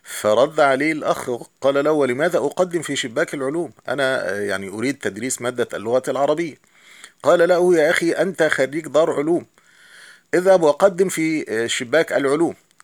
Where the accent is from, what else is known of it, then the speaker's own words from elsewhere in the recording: Egypt; وطبعا نحن كمصريين نعلم هذا